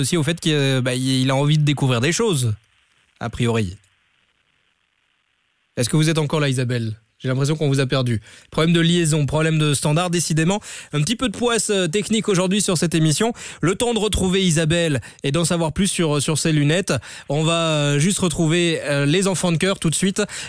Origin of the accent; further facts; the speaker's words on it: Belgium; Mais il y a quand même du soleil, il paraît, de temps en temps chez nous en Belgique.